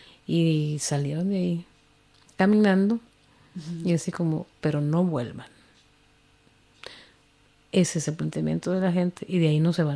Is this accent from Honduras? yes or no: yes; Honduras; moved away; yo hace rato que salí de Honduras